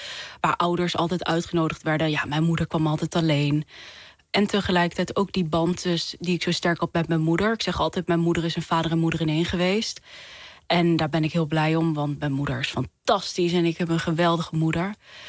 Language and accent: Dutch; Netherlands; ik ben half Nederlands, half Koerdisch, maar ik ben opgegroeid als een Nederlander, hoor. Ik ben echt helemaal verkaasd